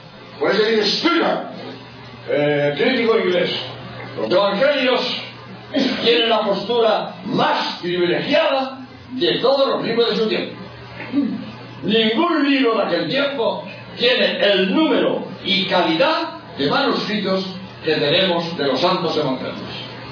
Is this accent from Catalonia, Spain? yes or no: yes; Barcelona, Catalonia, Spain; también yo soy de Barcelona.